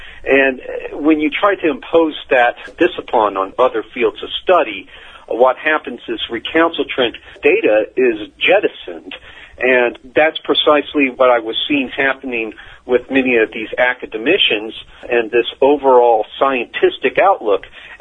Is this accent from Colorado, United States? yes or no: yes; Colorado, United States; really began when I was a kid growing up in Colorado. There was a big anti-authoritarian vibe there at the time